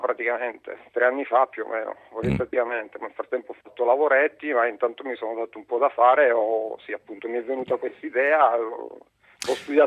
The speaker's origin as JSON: {"language": "Italian", "town": "Gela", "region": "Sicily", "country": "Italy", "lives_now": "Northern Italy", "said": "Io sono originario di Gela, che Sicilia."}